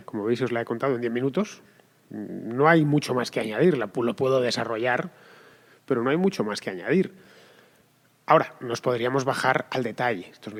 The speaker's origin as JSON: {"language": "Spanish", "country": "Spain", "said": "yo, a fin de cuentas, soy español y vivo en España."}